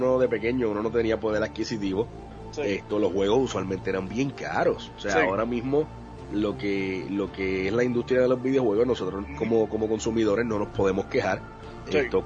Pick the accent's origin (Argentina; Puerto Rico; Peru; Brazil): Puerto Rico; Trujillo Alto; yo recuerdo de pequeño en Trujillo Alto Plaza